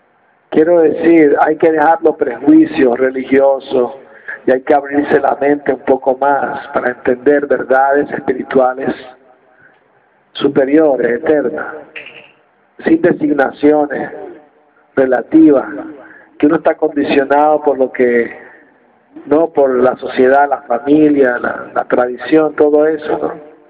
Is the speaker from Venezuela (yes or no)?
yes; Venezuela; Las 4.000 lonchas, decimos en Venezuela.